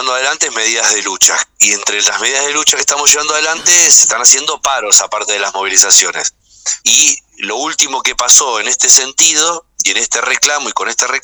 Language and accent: Spanish; Moreno, Buenos Aires Province, Argentina; soy de Moreno, no de Más Corpache.